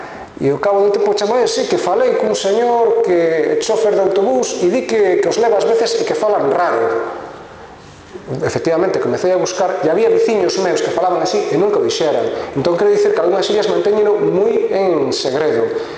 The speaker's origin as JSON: {"language": "Galician", "town": "Vigo", "region": "Galicia", "country": "Spain", "also_born_or_lived": "Gomesende", "said": "eu son de Vigo, pero a miña familia é de Gomesende, eu morei varios anos en Gomesende, dei aulas en Rivadavia e moraba en Gomesende."}